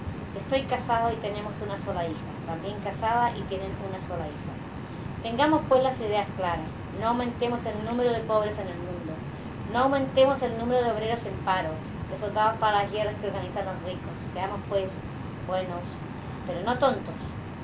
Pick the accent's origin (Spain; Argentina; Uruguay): Spain; Palma, Balearic Islands; also born or lived in Inca; Soy mallorquín, nacido en Inca. Pero siempre he residido en Palma.